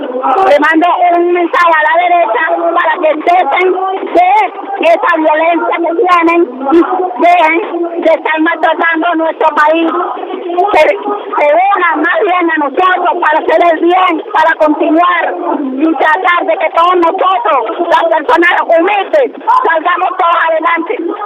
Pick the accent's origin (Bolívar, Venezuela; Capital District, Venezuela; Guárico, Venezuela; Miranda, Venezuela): Miranda, Venezuela; Los Teques; Vengo de Los Teques.